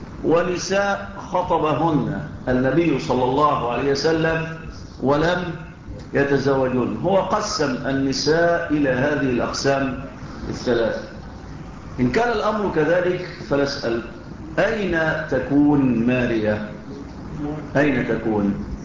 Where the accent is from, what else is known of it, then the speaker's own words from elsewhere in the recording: Egypt; كان على الإسكندرية عندنا في مصر، في مصر.